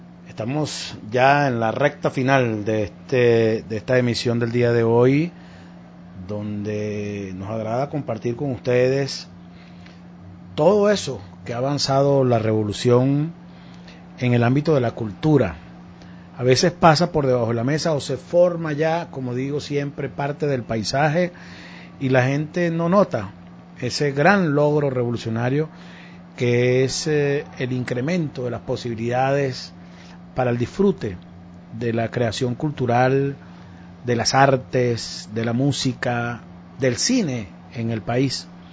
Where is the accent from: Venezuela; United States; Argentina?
Venezuela; Nos afecta como venezolano el que en nuestro país